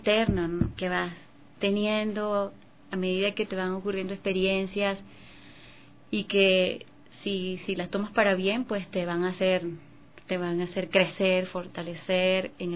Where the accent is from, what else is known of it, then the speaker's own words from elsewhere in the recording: Venezuela; now in Ecuador; soy venezolana, pero siento que voy a representar también a Ecuador porque he hecho muchas canciones aquí